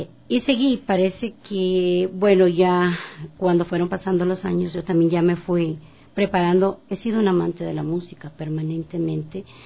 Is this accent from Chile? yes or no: no; Ecuador; Yo soy artista ecuatoriana.